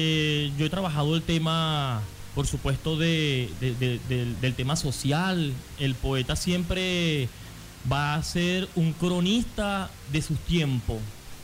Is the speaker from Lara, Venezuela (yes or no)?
yes; Carora, Lara, Venezuela; also born or lived in Maracaibo / Mérida / Caracas; yo nací en Maracaibo, y cuando nací me llevaron para Carora, y allí estuve mucho tiempo, y luego me fui para Mérida.